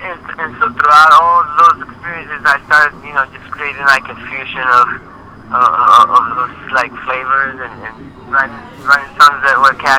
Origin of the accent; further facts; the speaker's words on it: Bogotá, Colombia; Yeah, that's correct. I'm from Colombia, Bogota.